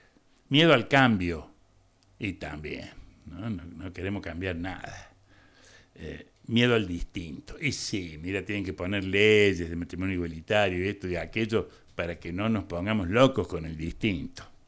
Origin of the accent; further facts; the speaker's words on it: Argentina; soy argentino, ¿qué le voy a hacer?